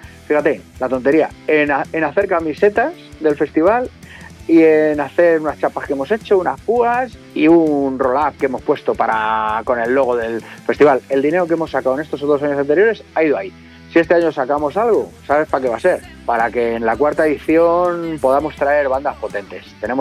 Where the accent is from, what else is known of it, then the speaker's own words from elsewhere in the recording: Alcorcón, Community of Madrid, Spain; somos de aquí de Alcorcón, los tres que organizamos el festival, tanto Miguel como Nuria como yo somos de aquí